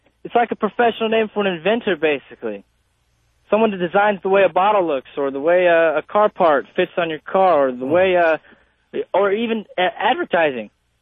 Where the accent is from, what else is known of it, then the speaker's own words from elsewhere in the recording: Kansas, United States; I'm from Kansas and currently out here in Seattle for the summer.